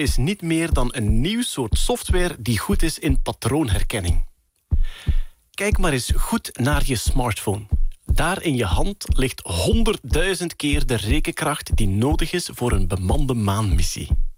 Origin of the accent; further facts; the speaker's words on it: Flanders, Belgium; Als Vlaming die recht van onder de kerktoren komt.